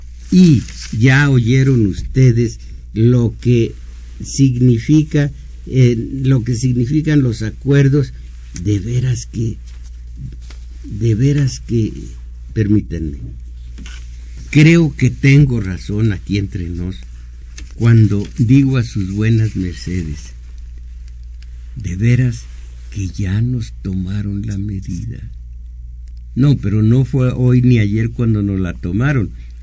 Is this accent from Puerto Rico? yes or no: no; Mexico; como soberanos que somos los mexicanos